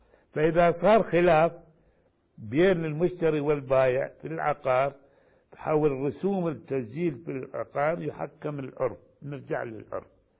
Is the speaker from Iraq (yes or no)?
yes; Iraq; now in Yemen; الآن مثلا عندنا في العراق وأظن هنا في اليمن نفس الشيء